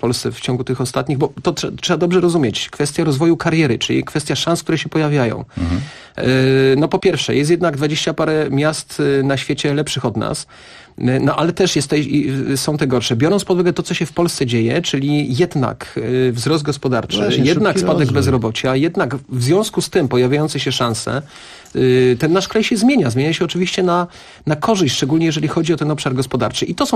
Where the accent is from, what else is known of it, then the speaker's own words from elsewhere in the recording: Kraków, Lesser Poland, Poland; now in Warsaw, Poland; mówiłeś, Kasiu, że jestem z Krakowa, ale ja akurat jestem tym Krakowianiem, który naprawdę Warszawę lubi i mnie tu jest dobrze.